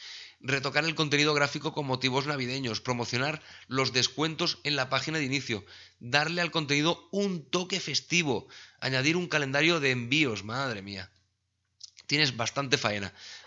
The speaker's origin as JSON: {"language": "Spanish", "town": "Sabadell", "region": "Catalonia", "country": "Spain", "said": "porque yo soy de Sabadell"}